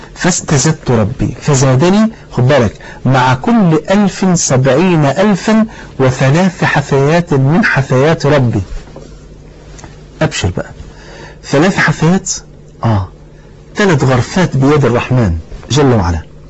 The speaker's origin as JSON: {"language": "Arabic", "country": "Egypt", "said": "مثلا لو انا راجل مصري اهو تمام"}